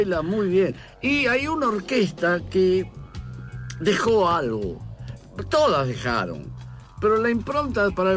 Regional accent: Buenos Aires, Argentina; born there; yo nací en el Abasto. Dos cuadras del mercado Abasto. Bustamante y Guardia Vieja.

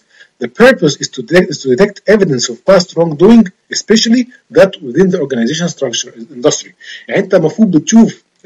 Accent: Egypt; زي عندنا في مصر اسمه الفيش والتشبيه.

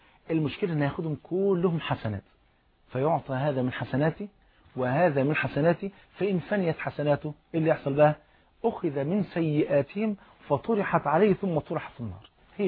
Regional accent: Egypt; انت عارف الفول المدمس عندنا في مصر فرض عين

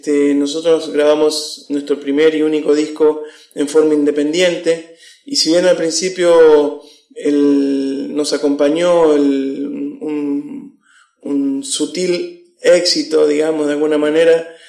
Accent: Buenos Aires, Argentina; Yo soy un porteño que nació por casualidad en Buenos Aires. Tengo sangre correntina, mis padres son, si bien no son correntinos, mi padre nació en Las Lomitas, Formosa, en Paraje Paraíso, en el medio del campo, y mi mamá nació en Puerto

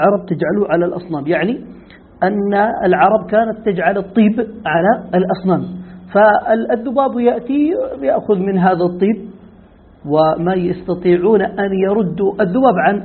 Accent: Yemen; ونحن نقول هذا مستعمل عندنا في اليمن كثير،

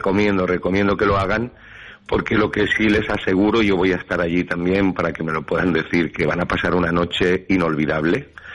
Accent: Valencian Community, Spain; hay que cumplir como buen valenciano

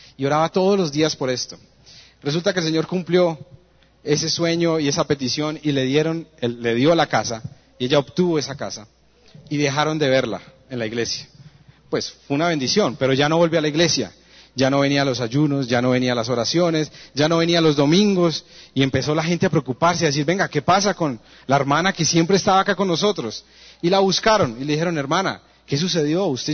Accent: Colombia; born there; ¿por qué nacimos en Colombia? ¿Por qué nacimos en la ciudad que nacimos?

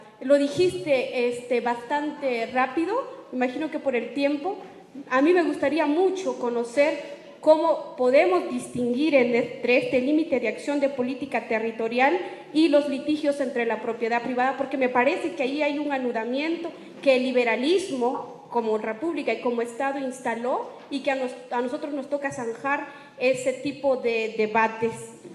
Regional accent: Guatemala; de Guatemala y, y quiero felicitar a la mesa

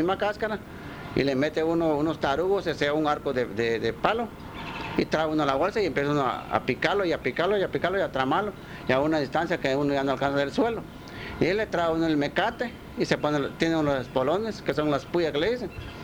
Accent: Melchor de Mencos, Petén, Guatemala; Yo crecí aquí en Melchor de Mencos

